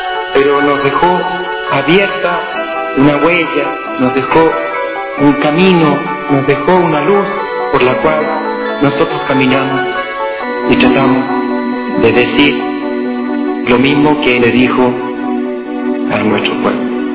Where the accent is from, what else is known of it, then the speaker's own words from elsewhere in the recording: Chile; En mi país, existió, existe un ser humano que tocó hondamente el alma, el corazón y la conciencia del pueblo de Chile.